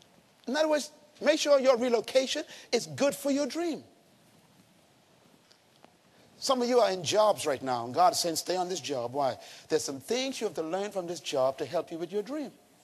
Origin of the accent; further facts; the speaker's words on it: Bains Town, Bahamas; Growing up in Baines Town, the worst thing that could happen to anyone was to have their daughter pregnant.